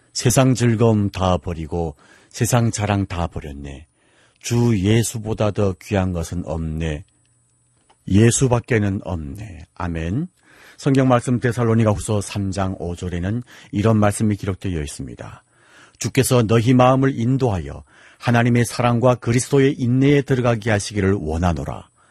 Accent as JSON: {"language": "Korean", "town": "Hamhung", "region": "South Hamgyong", "country": "North Korea", "said": "선교사였습니다"}